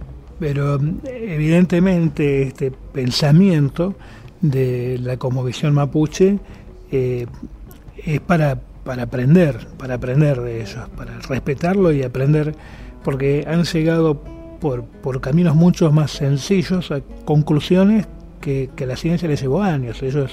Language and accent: Spanish; Argentina; soy occidental, europeo, soy argentino, pero soy europeo, ¿no? Hablo un idioma europeo, desciendo de europeos. Tengo una educación europea